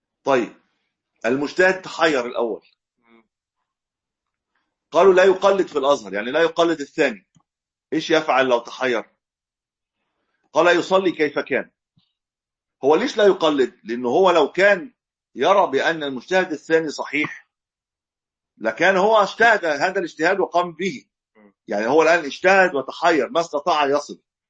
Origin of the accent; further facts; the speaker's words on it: Egypt; ودايما القبله عندنا في مصر ما بين المشرق والمغرب